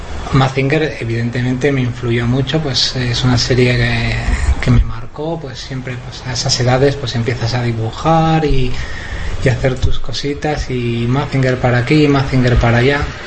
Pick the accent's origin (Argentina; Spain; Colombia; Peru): Spain; O sea, somos españoles, y llevamos a gala haber leído mucho